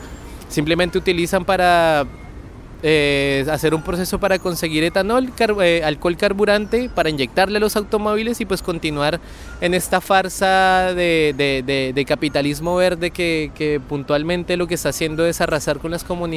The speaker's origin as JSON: {"language": "Spanish", "country": "Colombia", "said": "mi tierra, que es donde, digamos, la enseñanza militar estadounidense y de las escuelas de las Américas ha estado más presente, precisamente donde está el cruce entre Panamá y Colombia."}